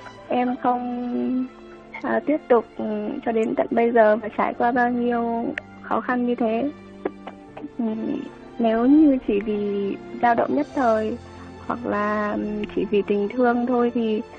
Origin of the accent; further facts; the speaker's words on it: Ninh Binh, Vietnam; Dạ em ở Ninh Bình ạ.